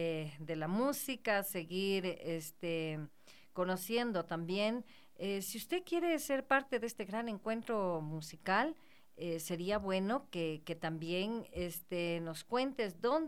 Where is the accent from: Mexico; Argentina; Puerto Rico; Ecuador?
Ecuador; no deje lo nuestro, lo que nos identifica como ecuatorianos.